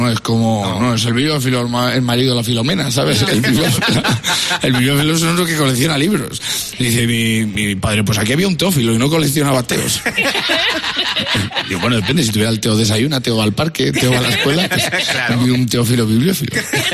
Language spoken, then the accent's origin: Spanish; Casasola de Arión, Castile and León, Spain; No te creas tú que he hablado yo de esto porque mi pueblo Casa Sola Darion esté al lado, ¿sabes?